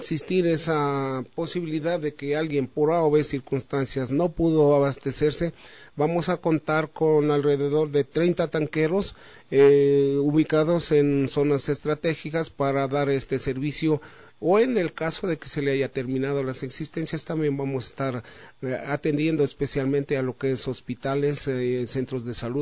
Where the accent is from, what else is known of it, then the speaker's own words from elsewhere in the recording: Quito, Pichincha, Ecuador; como ciudadanos, como buenos quiteños